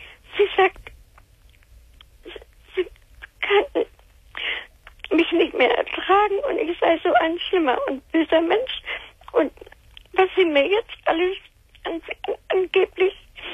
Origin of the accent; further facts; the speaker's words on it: Germany; now in Crete, Greece; Nein, ich bin Deutsche.